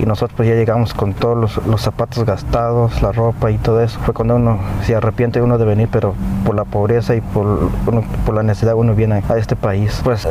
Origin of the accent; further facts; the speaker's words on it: Guatemala; now in United States; Pues en mi país pues está más difícil.